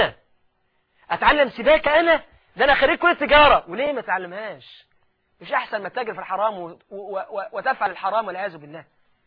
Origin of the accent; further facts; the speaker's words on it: Egypt; وده اللي غرس الانجليز عندنا في مصر قبل ما يمشوا